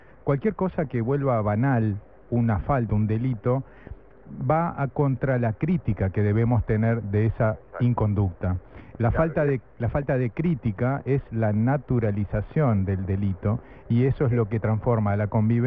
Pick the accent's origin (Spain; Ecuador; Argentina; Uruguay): Uruguay; Maldonado; nacido y criado en Maldonado